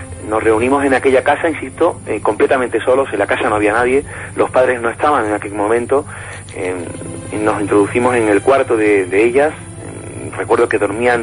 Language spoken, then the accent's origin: Spanish; Ronda, Andalusia, Spain; born there; Yo soy nacido en Ronda.